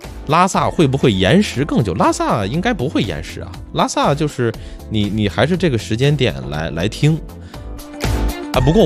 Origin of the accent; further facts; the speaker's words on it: Baoding, Hebei, China; 我们老家话说话，跟你说气不像天津啊或者唐山，就往上扬，我们那边是往下走